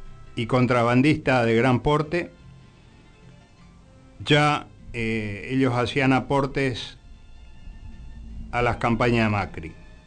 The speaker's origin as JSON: {"language": "Spanish", "country": "Paraguay", "said": "Como un azureño, como paraguayo, los saludo hasta el próximo jueves."}